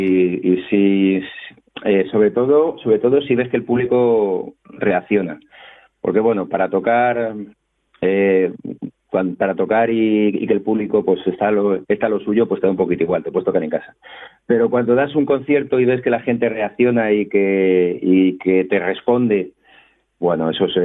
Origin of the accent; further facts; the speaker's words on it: Alcorcón, Community of Madrid, Spain; Sí, yo soy de Alcorcón.